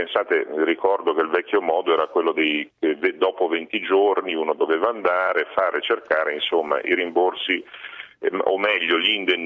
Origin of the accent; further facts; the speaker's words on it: Genoa, Liguria, Italy; vengo da Genova